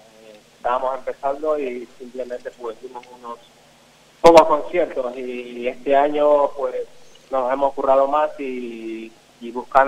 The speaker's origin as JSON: {"language": "Spanish", "country": "Ecuador", "also_born_or_lived": "Madrid", "said": "Yo soy de Ecuador, que anteriormente viví en Madrid 12 años"}